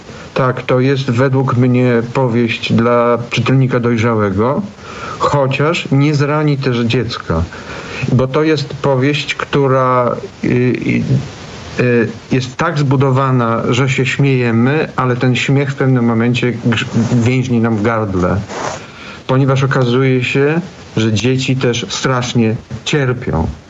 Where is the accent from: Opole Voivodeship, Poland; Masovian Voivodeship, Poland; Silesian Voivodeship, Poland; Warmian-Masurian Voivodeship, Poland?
Silesian Voivodeship, Poland; Katowice; now in Tychy, Poland; Ja jestem z Katowic, a akurat przypadkiem mieszkam w Tychach.